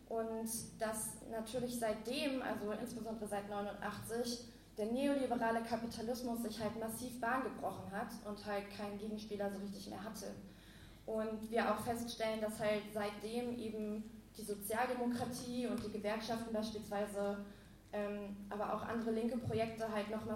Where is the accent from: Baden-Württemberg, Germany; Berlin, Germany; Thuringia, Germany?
Berlin, Germany; Also ich komme auch aus Berlin